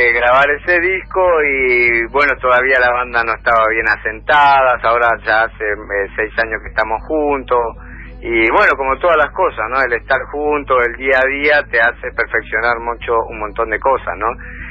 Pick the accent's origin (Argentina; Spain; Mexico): Argentina; Buenos Aires; Sí, la mayoría somos de Floresta, digamos, ¿no? De acá de Floresta.